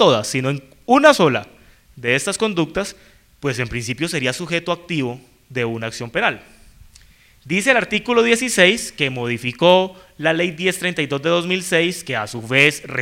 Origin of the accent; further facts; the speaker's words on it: Cali, Valle del Cauca, Colombia; now in Bogotá, Colombia; yo vivo en Bogotá, yo soy caleño, pero pues hace 8 años vivo en Bogotá